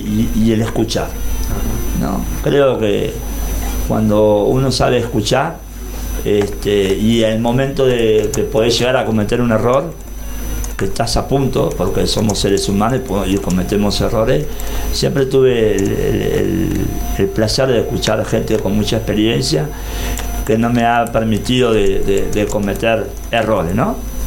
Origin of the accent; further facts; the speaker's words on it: Mar del Plata, Buenos Aires Province, Argentina; born there; se corre los 42 kilómetros de Mar del Plata, mi ciudad natal, y ahí me están esperando también.